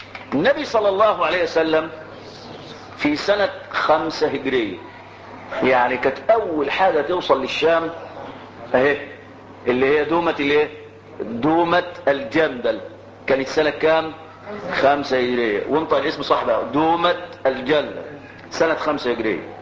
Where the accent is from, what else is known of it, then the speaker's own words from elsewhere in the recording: Egypt; انا مصري فلي مصر وليه ارض